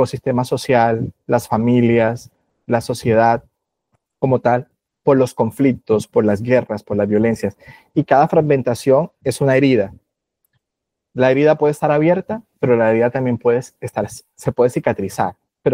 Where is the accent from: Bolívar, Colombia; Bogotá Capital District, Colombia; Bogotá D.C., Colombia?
Bolívar, Colombia; María la Baja; born there; soy autor del Caribe colombiano. Yo nací en María la Baja, Bolívar, que es en el centro de los Montes de María.